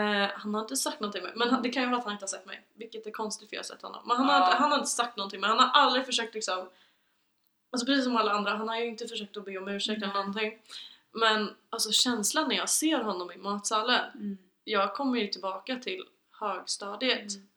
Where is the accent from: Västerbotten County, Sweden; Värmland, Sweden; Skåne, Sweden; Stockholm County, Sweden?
Värmland, Sweden; Arvika; Skitsamma, jag kommer från Arvika.